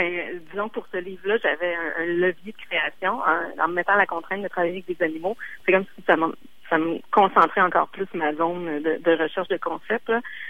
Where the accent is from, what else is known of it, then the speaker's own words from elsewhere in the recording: Quebec City, Quebec, Canada; je viens de Québec, j'ai étudié au Cégep plein de fois, et j'ai travaillé chez Cossette aussi, à Québec, en pub.